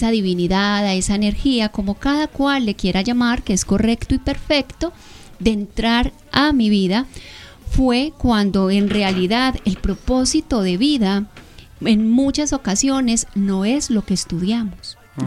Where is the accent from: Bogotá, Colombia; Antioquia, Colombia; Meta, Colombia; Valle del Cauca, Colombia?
Antioquia, Colombia; Medellín; Exactamente, sí, soy de Medellín.